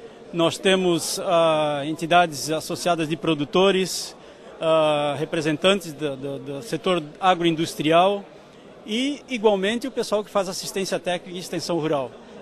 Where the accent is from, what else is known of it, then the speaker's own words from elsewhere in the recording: Santa Catarina, Brazil; Então nós devemos nos orgulhar como catarinense